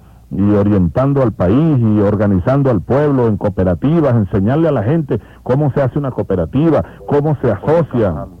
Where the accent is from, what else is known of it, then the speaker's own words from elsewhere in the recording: Venezuela; Eso pasaba en las sabanas de Barinas y de Guárico y de Apure. Y allá están nuestros hermanos de donde yo vengo